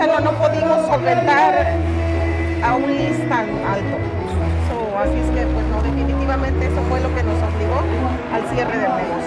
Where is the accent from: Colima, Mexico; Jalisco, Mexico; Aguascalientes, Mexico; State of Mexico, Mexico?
Colima, Mexico; yo soy del estado de Colima.